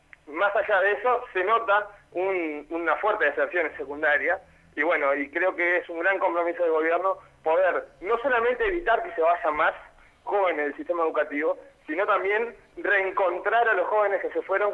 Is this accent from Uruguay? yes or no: yes; Montevideo, Uruguay; Yo tengo 26 años, provengo del Cerro de Montevideo.